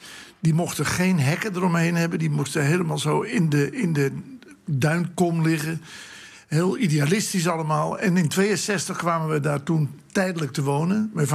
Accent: Groningen, Netherlands; born there; also born or lived in Workum / Zaandam / Goes / Amsterdam; En ik ben geboren in Groningen. En ik heb 5,5 jaar in Workum, Friesland, gewoond. 11 jaar in Zaandam.

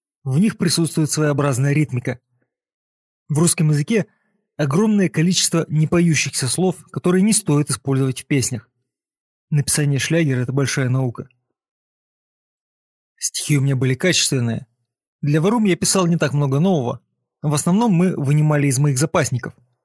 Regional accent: Moscow, Russia; born there; Я родился в Москве, и многие мои одноклассники из достаточно элитной школы стали серьезными авторитетами.

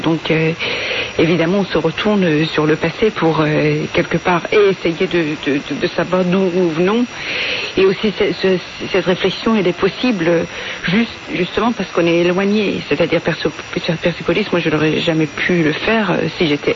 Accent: Iran; moi j'ai grandi en fait en Iran

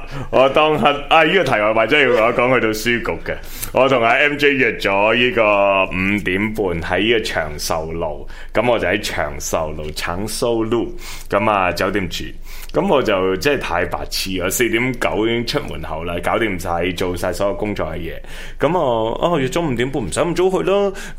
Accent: Hong Kong; 一入到去我就可能作为香港人，虽然喺大陆去太多年，但系啲普通话始终唔正嘅。

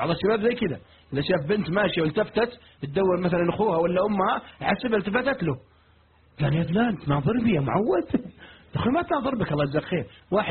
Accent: Riyadh, Riyadh Province, Saudi Arabia; واحد عندنا في الرياض يستحي

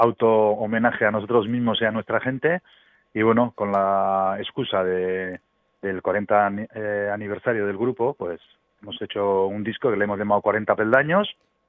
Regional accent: Basque Country, Spain; first language Basque; Spanish is a second language; al principio cantábamos todo en euskera porque es mi idioma materno

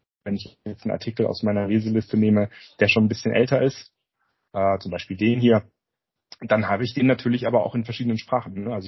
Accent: Germany; Also ich merke das jetzt gar nicht, dass das übersetzt ist, weil ich bin ja Deutscher und ich lese das hier auf Deutsch.

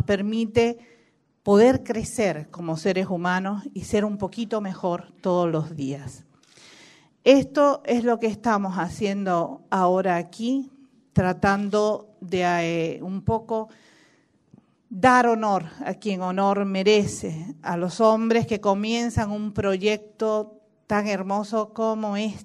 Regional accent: Cuba; Bueno, yo soy latinoamericana, cubana, desde el Río Bravo hasta la Patagonia, un mismo pueblo, una misma identidad

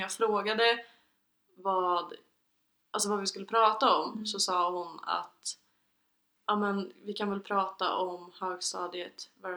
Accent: Arvika, Värmland, Sweden; Skitsamma, jag kommer från Arvika.

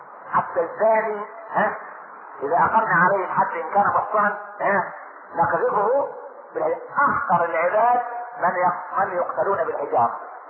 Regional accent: Egypt; عشان احنا ما كناش كمصريين

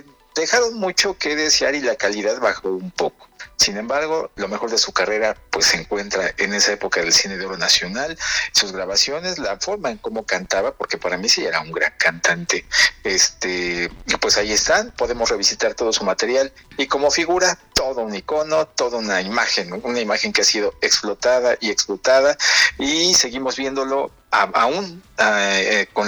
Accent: Mexico; como buenos mexicanos

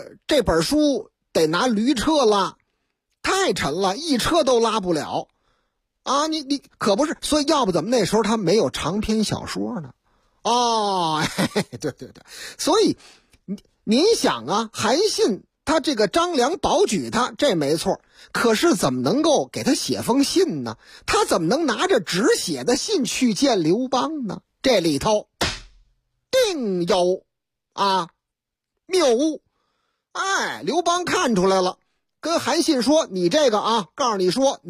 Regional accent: Beijing, China; 天坛离我老家挺近的，哎，对，大喘气。这好啊，这好，打我老家出去奔天坛，要是步行的话可能也就不到一个小时啊

